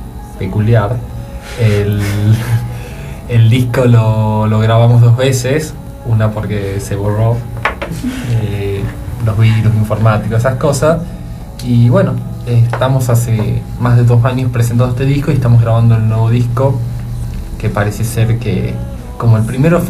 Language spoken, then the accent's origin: Spanish; Tucumán, Argentina; nosotros así como tucumanos, bueno, tuvimos la no suerte de conocer ese dibujito